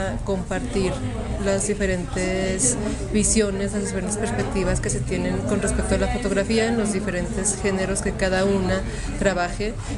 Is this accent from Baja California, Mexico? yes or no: no; Zacatecas, Mexico; soy fotógrafa de Zacatecas, México.